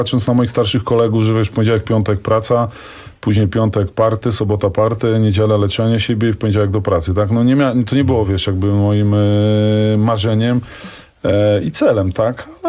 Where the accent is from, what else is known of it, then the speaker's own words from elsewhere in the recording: Bieżuń, Masovian Voivodeship, Poland; Oczywiście ja jestem z małej miejscowości, z Bieżunia.